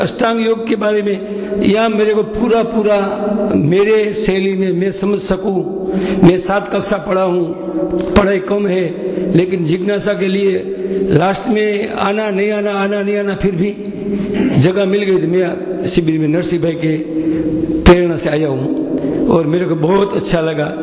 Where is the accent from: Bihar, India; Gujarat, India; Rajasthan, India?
Gujarat, India; Morbi; मेरा गांव मोरबी है। … और मैं दयानंद जी के बाजू का गांव का हूँ, टंकारा के पास में खिजड़िया। मैं वहां पढ़ा